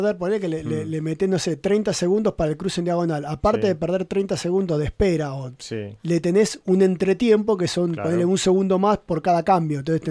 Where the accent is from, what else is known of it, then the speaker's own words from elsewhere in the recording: Argentina; no estoy acostumbrado, ¿no? Como argentino, una línea punteada